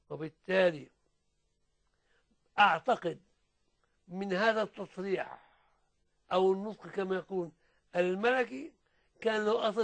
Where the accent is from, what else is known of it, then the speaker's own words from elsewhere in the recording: Suez, Suez Governorate, Egypt; وكان الموزع السلاح عندنا في السويس